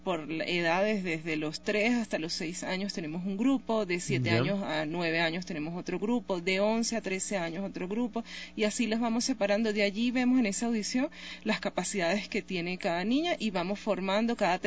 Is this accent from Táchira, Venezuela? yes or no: no; Caracas, Capital District, Venezuela; moved away as an adult; Bueno, sí, yo soy venezolana, específicamente de Caracas, de la capital.